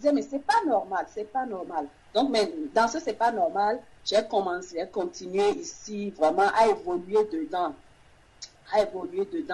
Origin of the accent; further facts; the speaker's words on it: Benin; now in France; Dès que j'ai quitté le Bénin pour la France, les choses se sont empirées dans ma famille.